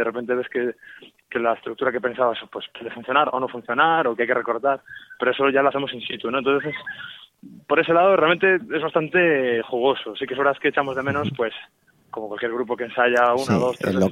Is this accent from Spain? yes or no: yes; Vigo, Galicia, Spain; los 4 en este caso somos todos de Vigo